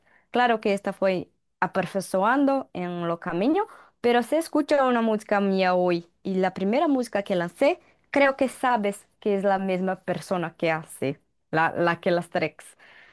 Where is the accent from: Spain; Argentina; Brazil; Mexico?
Brazil; Campo Belo, Minas Gerais; Spanish is a second language; mi ciudad natal, Campo Belo, en interior de Minas Gerais, un estado aquí en Brasil.